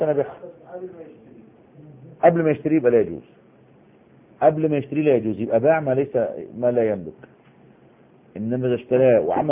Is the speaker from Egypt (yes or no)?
yes; Egypt; احنا دلوقتي يعني على سبيل المثال عندنا في مصر حتة اسمها وسط البلد، وفي حتة اسمها العتبة